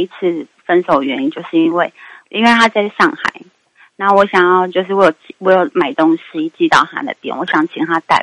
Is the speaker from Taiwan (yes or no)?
yes; Taipei, Taiwan; 我是台北的